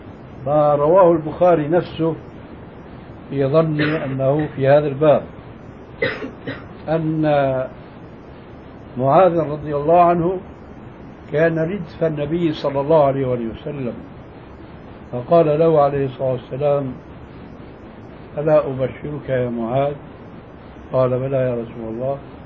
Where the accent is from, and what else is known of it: Syria